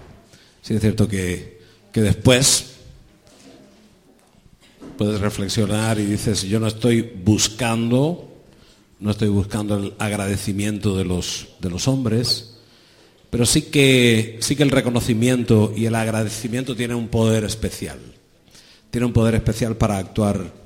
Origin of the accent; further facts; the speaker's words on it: Pinar del Río, Cuba; born there; moved away; donde yo nací, que es Pinar del Río